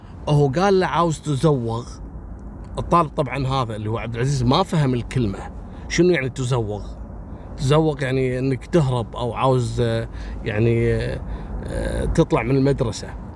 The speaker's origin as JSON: {"language": "Arabic", "country": "Kuwait", "said": "اللي عندنا في الكويت"}